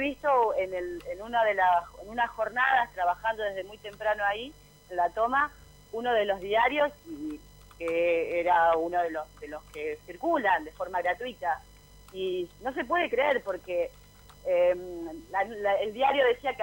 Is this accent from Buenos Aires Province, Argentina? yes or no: yes; Buenos Aires Province, Argentina; además soy vecina del lugar. Soy de mi barrio natal es el barrio Jardín.